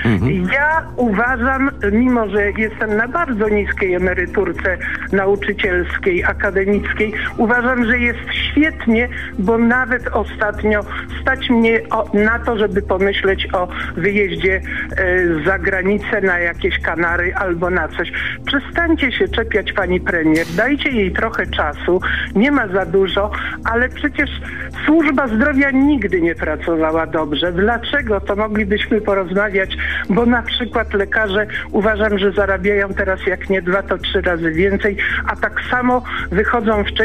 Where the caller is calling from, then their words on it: Szczecin, West Pomeranian Voivodeship, Poland; Ja ze Szczecina, z którym zaczyna powolutku śnieżek padać.